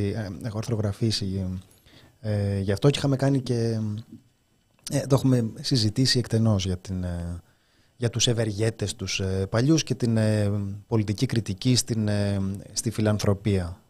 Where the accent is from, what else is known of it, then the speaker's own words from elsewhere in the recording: Greece; born there; Είναι σαν την πατρίδα. Γεννήθηκα στην Ελλάδα, γεννήθηκα ηχθής.